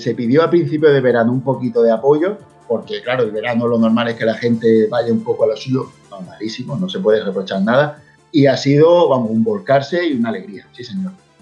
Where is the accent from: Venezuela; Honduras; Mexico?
Mexico; Soy de México. Los juegos, para nosotros, pasaron de costar el doble que la generación pasada debido al dólar.